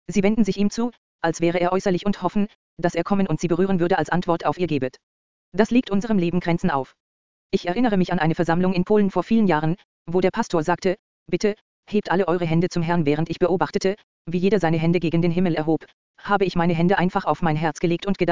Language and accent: German; Austria; Als ich noch jung war im Dienst und in meinem Heimatland Österreich Gemeinden gegründet habe